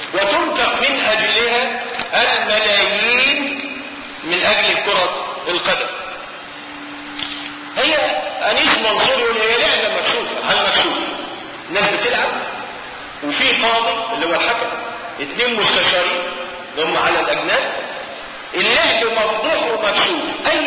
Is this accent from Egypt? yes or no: yes; Egypt; ودخلت عندنا في مصر سنة 1921 مع احتلال الإنجليز لمصر